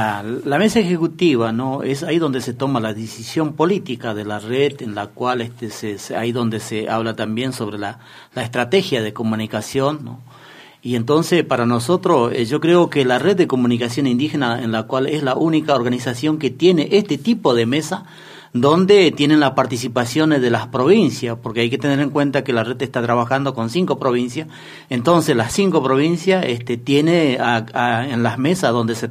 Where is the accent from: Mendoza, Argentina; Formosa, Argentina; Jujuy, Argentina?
Formosa, Argentina; soy de la provincia de Formosa, dirigente indígena